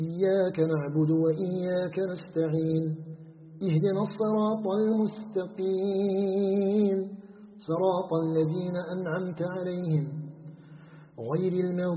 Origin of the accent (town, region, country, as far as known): Algeria